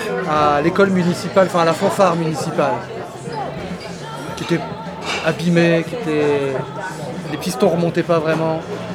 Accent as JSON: {"language": "French", "town": "Sebourg", "region": "Hauts-de-France", "country": "France", "tie": "born or raised there", "said": "Donc j'allais à l'école municipale de mon village. J'ai grandi à Sebourg, dans le nord de la France."}